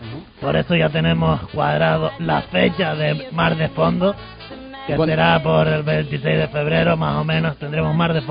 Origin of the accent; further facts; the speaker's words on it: Canary Islands, Spain; No, pero soy canario.